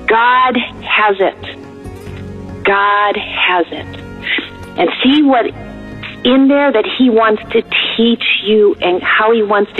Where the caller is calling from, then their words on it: Germany; from Germany, but I will be praying for you